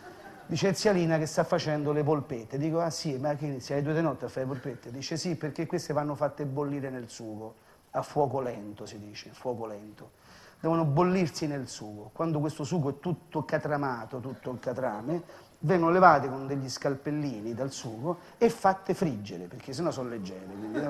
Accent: Rome, Lazio, Italy; io sono romano di 7 generazioni

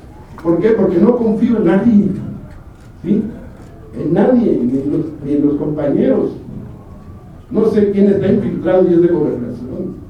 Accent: Chihuahua, Mexico; soy de Chihuahua.

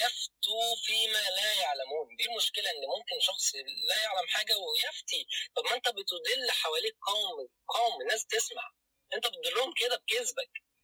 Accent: Cairo, Cairo Governorate, Egypt; انا من القاهره

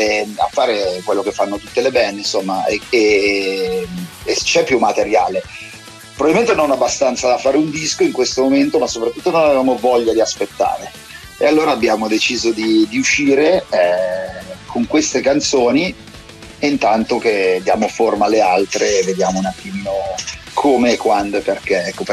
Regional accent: Milan, Lombardy, Italy; forse l'abbiamo doppiata a Milano essendo milanesi

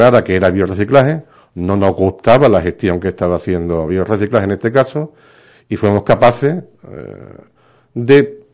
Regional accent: Ubrique, Andalusia, Spain; un gran orgullo como ubriqueño, pues haber podido estar en Bruselas defendiendo los intereses de mi pueblo. Así, he sido el primer alcalde de Ubrique que ha estado en dos comisiones parlamentarias en el Parlamento Europeo

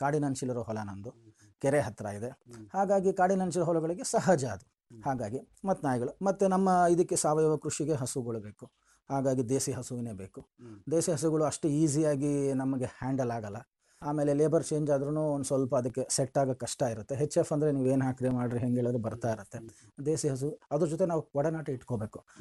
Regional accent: Bengaluru, Karnataka, India; ನಾನು ಹುಟ್ಟು ಬೆಳೆದಿದ್ದು ಬೆಂಗಳೂರು, ಅವಾಗಿದ್ದು ಬೆಂಗಳೂರೇ ಬೇರೆ, ಇವಾಗ ಕಾಸ್ಮೋಪಾಲಿಟನ್ ಸಿಟಿ, ಆ ಟ್ರಾಫಿಕ್ ಜಾಮ್ಗಳು, ಒತ್ತಡಗಳು

